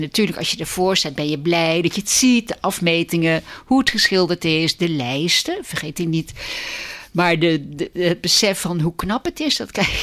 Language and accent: Dutch; Vlaardingen, South Holland, Netherlands; Nou, ik kom uit Vlaardingen en de thuishaven is Vlaardingen.